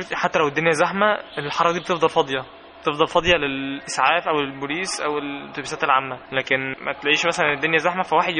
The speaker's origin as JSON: {"language": "Arabic", "country": "Egypt", "said": "ما عندهمش نسبة التلوث اللي عندنا في مصر بصراحة"}